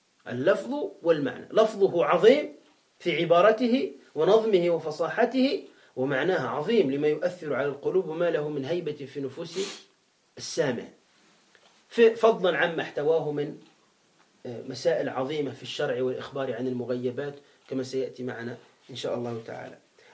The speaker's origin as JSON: {"language": "Arabic", "country": "Tunisia", "said": "هذا عندنا في تونس هكذا قال"}